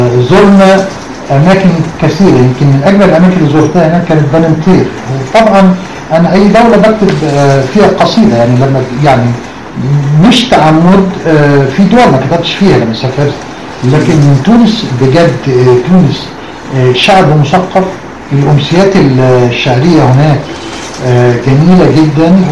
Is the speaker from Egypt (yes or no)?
yes; Egypt; كنا شعراء، أنا الوحيد من مصر